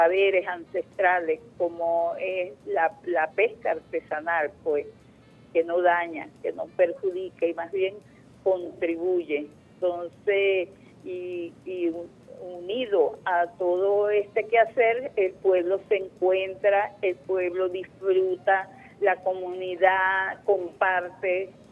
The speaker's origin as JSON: {"language": "Spanish", "region": "Anzoátegui", "country": "Venezuela", "tie": "born there", "said": "Yo nací en Anzuategui, del otro lado del Orinoco"}